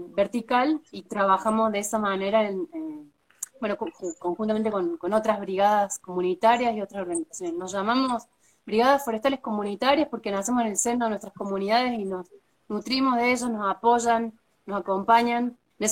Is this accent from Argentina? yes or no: yes; Saldán, Córdoba, Argentina; soy de acá de Saldán, del inicio del corredor de las Sierras Chicas.